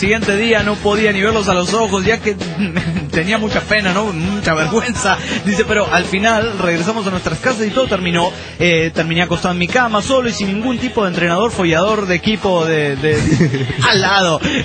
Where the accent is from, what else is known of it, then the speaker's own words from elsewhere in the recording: Canary Islands, Spain; Hola, ¿qué tal? … de las Islas Canarias.